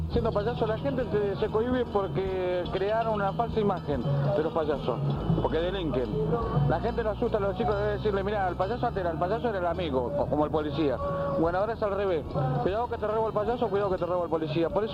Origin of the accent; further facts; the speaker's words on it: Cuenca, Azuay, Ecuador; now in Argentina; Yo recién tendré acá, sé yo, un par de años. Vengo del norte, soy de Cuenca, Ecuador